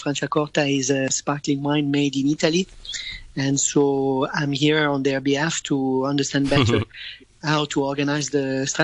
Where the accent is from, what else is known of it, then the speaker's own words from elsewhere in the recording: Hong Kong; I'm from Hong Kong.